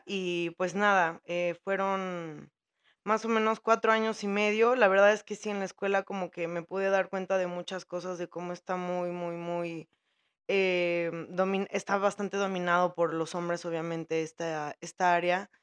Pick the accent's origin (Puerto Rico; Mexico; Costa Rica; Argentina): Mexico; Puebla; now in Mexico City, Mexico; de donde yo vengo, soy de la ciudad de Puebla